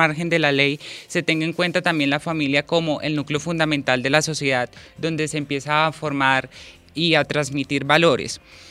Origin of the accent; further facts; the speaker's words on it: Huila, Colombia; Somos del departamento del Huila.